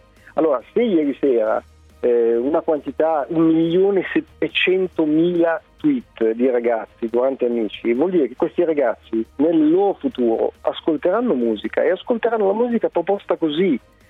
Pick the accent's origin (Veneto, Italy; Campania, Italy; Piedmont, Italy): Piedmont, Italy; Alessandria; Allora, io, mio padre, sono di Alessandria appunto